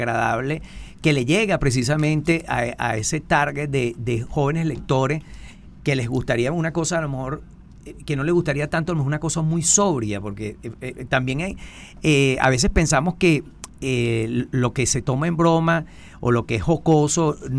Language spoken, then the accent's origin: Spanish; Venezuela; yo pienso que lo importante también como venezolano es que tenemos que rescatar